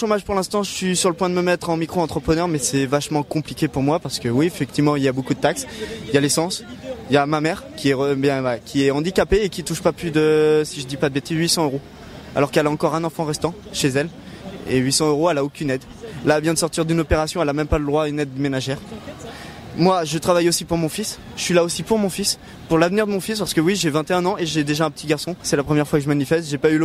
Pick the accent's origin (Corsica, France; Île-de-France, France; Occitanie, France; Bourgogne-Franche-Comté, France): Corsica, France; Je viens de Bretagne, je suis corse et ma copine est bretonne.